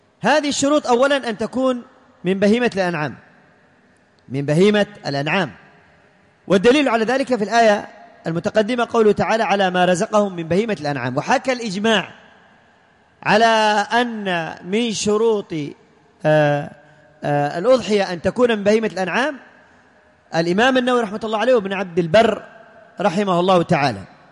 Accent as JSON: {"language": "Arabic", "country": "Yemen", "said": "الذكر عندنا في اليمن أغلى ثمنا من الأنثى"}